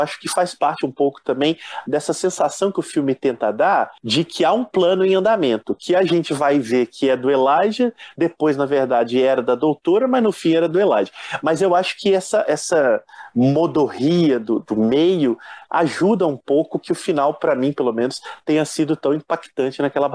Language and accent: Portuguese; Minas Gerais, Brazil; Eu sou mineiro, né, gente? Eu fico em cima do muro e tal.